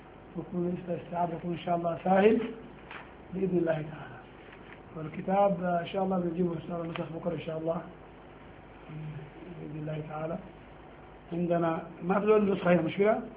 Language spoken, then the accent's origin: Arabic; Sudan; ونحن عندنا في السودان ده المذهب المعروف عند الناس